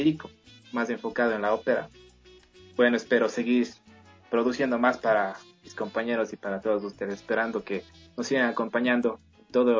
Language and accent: Spanish; Cuenca, Azuay, Ecuador; Realmente yo soy cuencano, entonces por eso quizás me escuchen, cantando un poquito, ¿no?